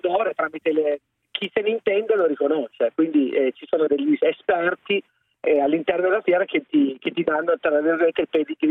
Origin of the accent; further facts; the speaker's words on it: Alba, Piedmont, Italy; Sì, sono di Alba, sì, sono molto fortunato, avendo la passione del cibo, essere nati ad Alba è un privilegio grande.